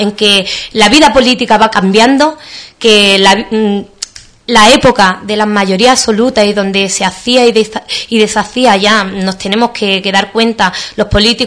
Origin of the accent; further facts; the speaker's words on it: Spain; De lo que somos los españoles, tenemos unos valores, unos principios